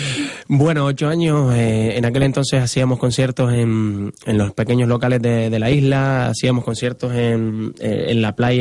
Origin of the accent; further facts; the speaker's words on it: Canary Islands, Spain; Somos canarios y al mismo tiempo lo particular se hace universal